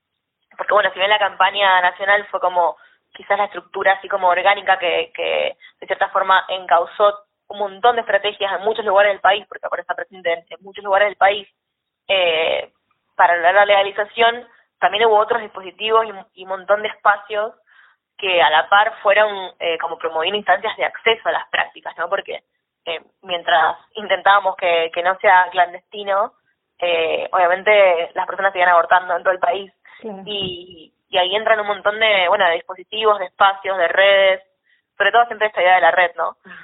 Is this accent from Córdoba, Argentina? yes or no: no; Mendoza, Argentina; Yo vengo desde Mendoza, muy cerquita de, en realidad, ya más cerca de Chile, de la frontera con Santiago de Chile que con Buenos Aires, que nos queda en la otra punta